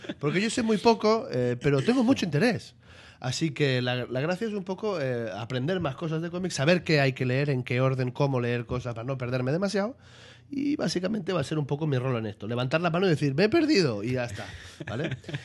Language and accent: Spanish; Barcelona, Catalonia, Spain; Yo vengo de Barcelona y mi introducción al mundo de los cómics fue ya desde pequeñito.